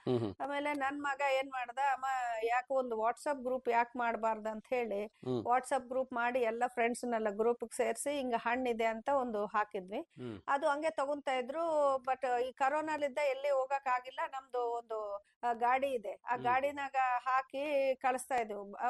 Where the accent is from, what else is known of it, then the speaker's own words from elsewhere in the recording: Andhra Pradesh, India; moved away as an adult; now in Hosapete, India; ನಮ್ಮ ತಾತರ ಕಾಲದಿಂದ 100 ಇರೋರೆ ನಾವು. ನಾವು ಮೂಲತಃ ಆಂಧ್ರಲಿದ್ದ ಬಂದಿರೋಳು. ನಾನು ಮದ್ವೆ ಆಗಿ ಹೊಸಪೇಟೆಗೆ ಬಂದಿರೋದು 1993 ಮದ್ವೆ ಆಗಿರೋದು.